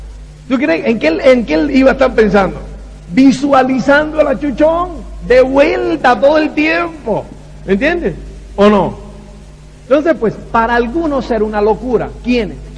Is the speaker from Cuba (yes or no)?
yes; Cuba; Soy cubano, entonces pues yo no sé